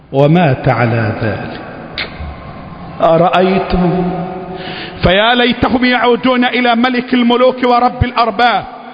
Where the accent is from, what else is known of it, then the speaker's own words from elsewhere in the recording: Egypt; اللهم احفظ بلدنا مصر، اللهم احفظ الموحدين فيها،